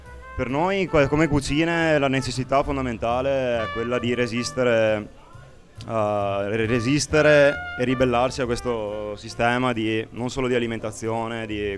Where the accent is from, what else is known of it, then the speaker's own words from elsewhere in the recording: Padua, Veneto, Italy; Da Padova.